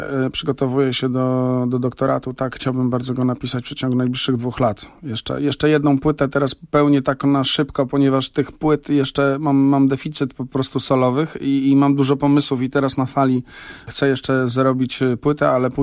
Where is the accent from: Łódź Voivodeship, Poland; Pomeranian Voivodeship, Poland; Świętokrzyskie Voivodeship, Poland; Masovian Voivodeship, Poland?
Masovian Voivodeship, Poland; Warsaw; Wychowywałem się na Chomiczówce w takiej rodzinie, która była bardzo zaangażowana antykomunistycznie.